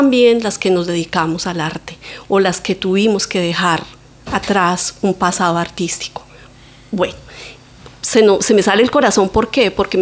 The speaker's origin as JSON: {"language": "Spanish", "region": "Bogotá", "country": "Colombia", "lives_now": "Valencia, Spain", "said": "como buena colombiana y bogotana."}